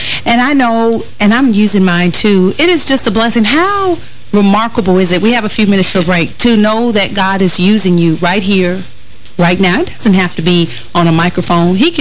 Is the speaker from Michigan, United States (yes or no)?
yes; Detroit, Michigan, United States; I'm from Detroit. And I love Detroit. We're great.